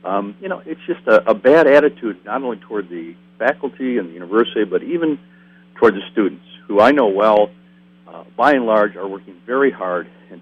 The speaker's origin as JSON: {"language": "English", "region": "Wisconsin", "country": "United States", "tie": "born or raised there", "said": "And, of course, I grew up here in Wisconsin, and I've known a lot of the state for my entire lifetime."}